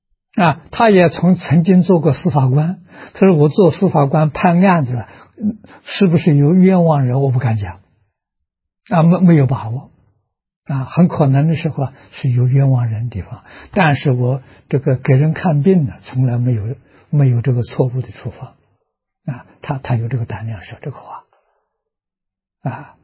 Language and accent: Chinese; China; 我们中国人呢，这个中国的医学啊，中医啊